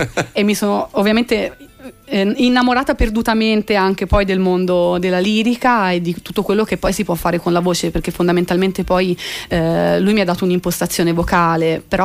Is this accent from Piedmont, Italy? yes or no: no; Tuscany, Italy; Nel mio paese, dove ci sono pochissime cose, perché è un piccolissimo paese in provincia di Pisa, il paese appunto dove sono nata e cresciuta